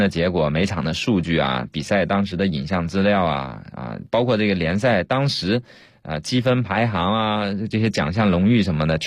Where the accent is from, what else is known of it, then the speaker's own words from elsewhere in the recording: Fujian, China; 因为我老家是福建的嘛，所以我福州厦门这边的朋友同学特别多